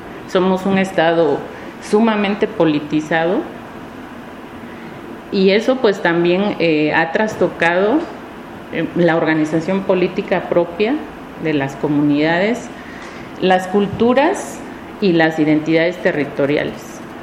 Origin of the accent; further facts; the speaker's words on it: Oaxaca, Mexico; Yo nací en el Valle de Oaxaca, crecí al lado de un río que en su época fue muy hermoso, el río Atoyac